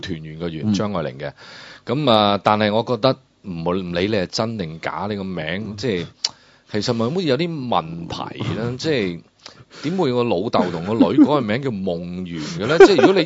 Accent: Guangdong, China; 我哋广东人只会讲一回山，两回熟，三回就大结局噶啦

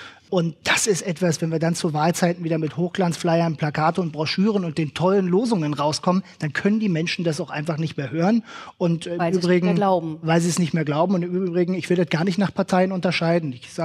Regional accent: Mecklenburg-Vorpommern, Germany; Ja, Sie haben in Berlin ganz, ganz andere Probleme als bei uns in Vorpommern.

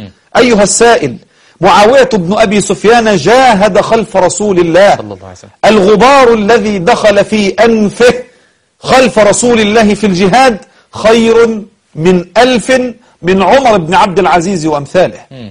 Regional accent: Egypt; هو إحنا كمصريين المصريون بفضل الله أصحاب طيبة،

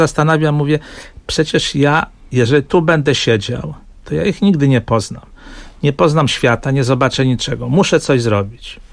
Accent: Łódź, Łódź Voivodeship, Poland; bo jestem z Łodzi

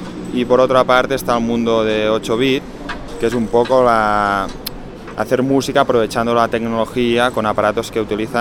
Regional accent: Argentina; now in Barcelona, Spain; Soy argentino, vivo en Barcelona.

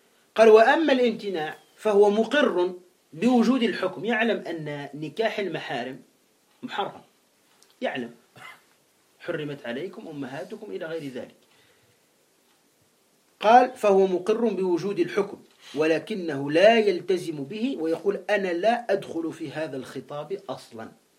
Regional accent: Tunisia; احنا عندنا في تونس بعض الشيوعيين يقول لا إله والحياة مادة

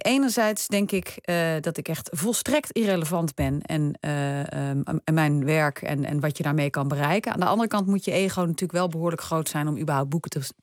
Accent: Netherlands; Nou ja, we hebben natuurlijk als Nederlander allemaal een gevoel bij het woord collaboratie.

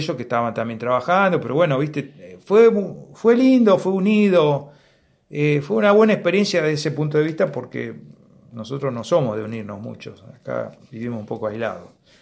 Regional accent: Patagonia, Argentina; Más de lo que somos como patagónicos, ¿no?

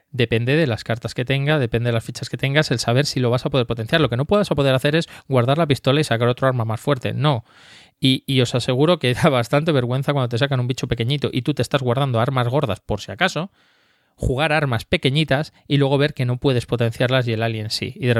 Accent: France; yo soy francés

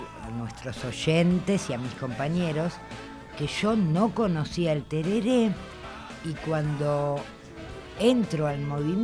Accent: Argentina; Soy argentina, pero no, el mate no.

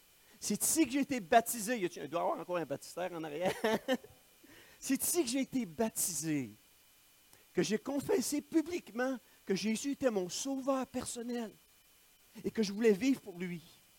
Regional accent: Victoriaville, Quebec, Canada; je suis né à Victoriaville, je suis né ici, j'ai grandi à Victoriaville, j'étais au cégep de Victoriaville

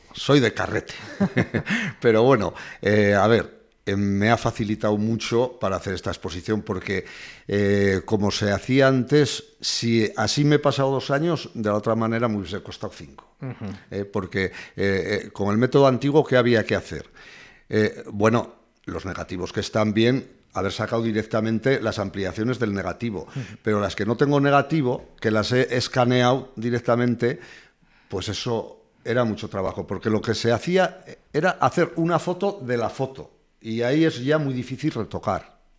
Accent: Peralta, Navarre, Spain; porque yo soy de Peralta, de un pueblo de la Ribera, y allí eso no existía.

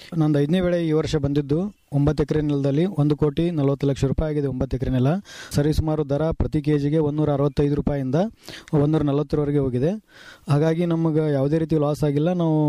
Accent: Kottalgi, Karnataka, India; ನಂಗೆ ಮೂಲ ನಮ್ಮೂರು 10ನೇ ತಾಲೂಕು ಕೊಟ್ಟಲ್ಗಿ ಅಂತ.

